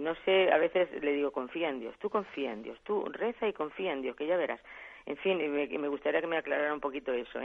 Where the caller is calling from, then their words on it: Albacete, Castilla-La Mancha, Spain; de Albacete.